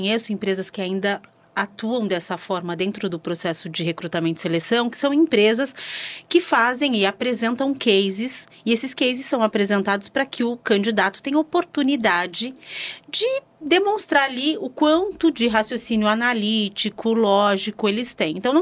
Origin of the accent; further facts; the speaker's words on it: São Paulo, Brazil; Eu já diria, ai, como boa paulistana, seria bolacha.